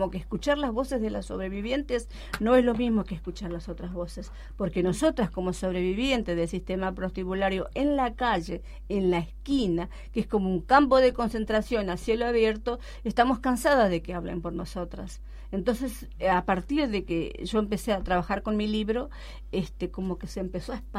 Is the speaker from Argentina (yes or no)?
yes; Chaco, Argentina; Yo soy una mujer chaqueña, yo vine de allí, yo soy hija de una mujer que tuvo muchos hijos, analfabeta, vine analfabeta acá